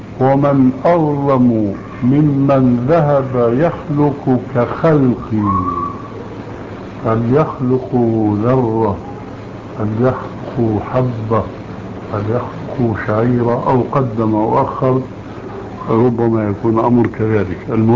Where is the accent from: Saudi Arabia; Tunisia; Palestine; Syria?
Syria; وكما يقولون عندنا في الشام حطينا رجلينا مي بارد